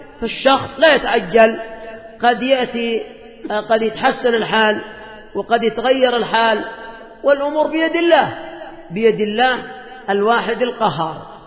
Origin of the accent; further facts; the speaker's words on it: Yemen; هذا عندنا في اليمن،